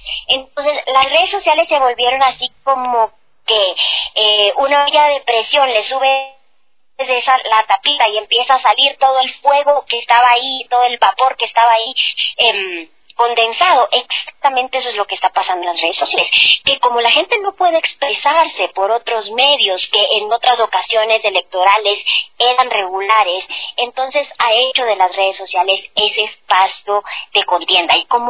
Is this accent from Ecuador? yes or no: yes; Ecuador; now in abroad; lo vivo como ecuatoriana, pero ya no vivo el día a día del proceso electoral